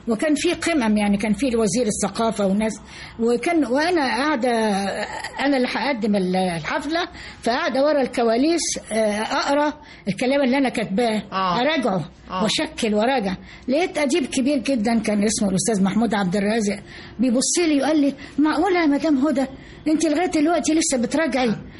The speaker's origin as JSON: {"language": "Arabic", "town": "Port Said", "region": "Port Said Governorate", "country": "Egypt", "said": "أنا جاي من بورسعيد ولا أعرف شيء عن القاهرة"}